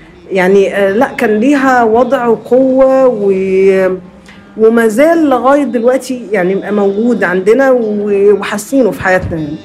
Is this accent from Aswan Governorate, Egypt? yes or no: yes; Aswan Governorate, Egypt; يعني مثلا احنا عندنا في النوبة في شيء مش موجود اعتقد في يعني في اماكن كتير في العالم